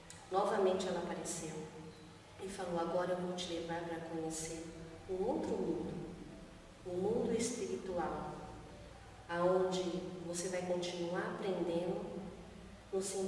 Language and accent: Portuguese; Brazil; also born or lived in Spain; Sim, minha família veio da Espanha, mas eu vim bebê. Nasci na Espanha, mas vim um bebê.